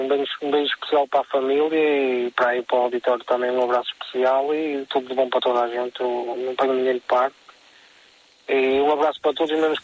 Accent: Porto, Norte, Portugal; born there; moved away as an adult; eu nasci no Porto, não é? Então tive que ir morar para fora do Porto, e então o sonho era sempre ir morar para o Porto, não é? Porque é a cidade natal da casa e isso, e pronto, e o ano passado por acaso consegui vender a casa aqui em Balongo e vir para o Porto.

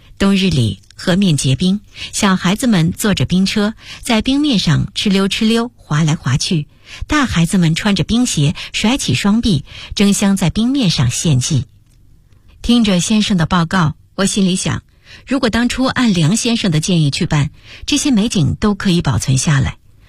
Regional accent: Beijing, China; born there; also born or lived in Chaowai; 我出生在东城，后来搬到朝外，对朝阳门的城楼印象很深。

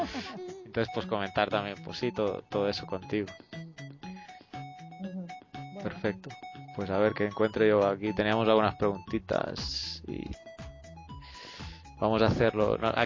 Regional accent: Barcelona, Catalonia, Spain; moved away as an adult; now in El Salvador; yo soy español también de Barcelona y lo que pasa es que estoy trabajando aquí en El Salvador. Empecé a trabajar con una ONG y ya llevo 8 años aquí, me he quedado.

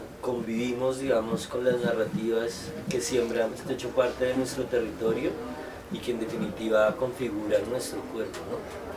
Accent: Sogamoso, Boyacá, Colombia; Yo soy de Sugamoso, Sugamuxi, la ciudad del sol.

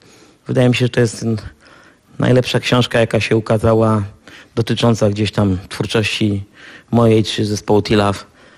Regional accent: Częstochowa, Silesian Voivodeship, Poland; now in Warsaw, Poland; z tego samego miasta, co ja, z Częstochowy, ale nie poznaliśmy się nigdy w Częstochowie.

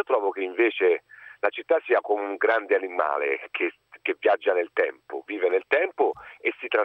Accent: Florence, Tuscany, Italy; now in Rome, Italy; io vivo a Trastevere, sono fiorentino ma vivo a Trastevere

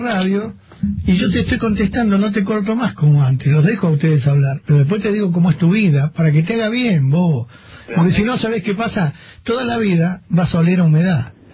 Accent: San Isidro, Buenos Aires Province, Argentina; born there; Yo nací en San Isidro y vivo muy bien

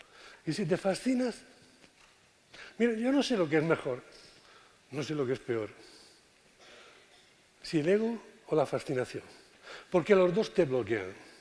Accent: Cartagena, Region of Murcia, Spain; Bueno, vengo de Cartagena.

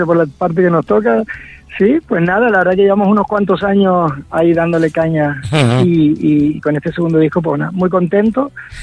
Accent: Canary Islands, Spain; somos cuatro chicos de Canarias, ¿vale? Somos de la isla de Lanzarote.

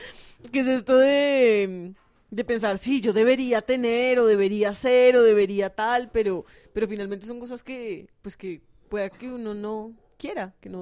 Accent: Ecuador; es que yo crecí en Ecuador

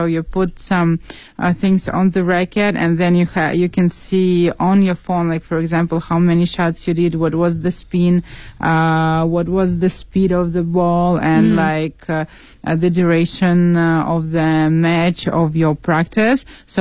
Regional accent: Saint Petersburg, Russia; English is a second language; because I'm from St. Petersburg myself

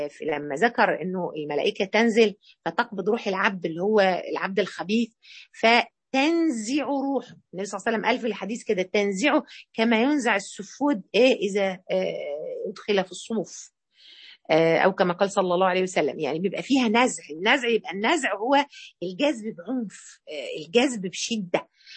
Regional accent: Egypt; أشهر يمين عندنا إحنا كمصريين والنبي،

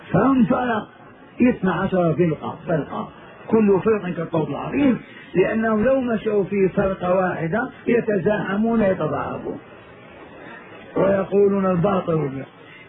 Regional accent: Hejaz, Saudi Arabia; قبيلة حرب عندنا في الحجاز

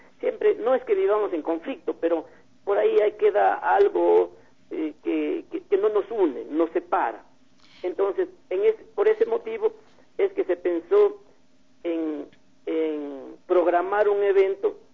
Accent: Saraguro, Loja, Ecuador; now in Cuenca, Ecuador; como yo soy de Saraguro y vivo en Cuenca

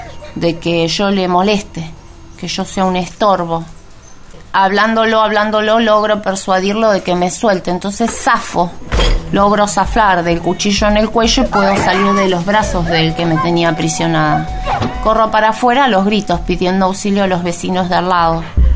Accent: Argentina; vecina, usted me conoce, soy argentina

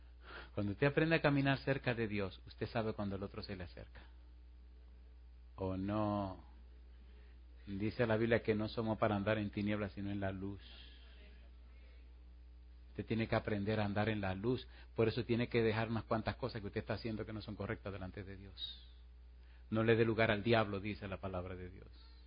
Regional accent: Puerto Plata, Dominican Republic; Una vez, en una ciudad que se llama Puerto Plata, en mi país, estaba dando una campaña

